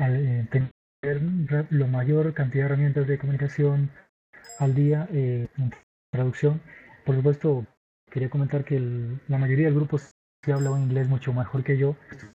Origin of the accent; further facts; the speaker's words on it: Alajuela, Costa Rica; Alajuela, que es donde mi ciudad natal